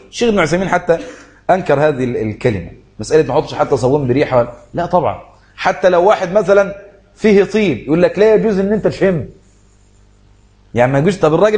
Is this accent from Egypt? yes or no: yes; Egypt; يقول لك جزء الحمام عندنا في مصر غالي جدا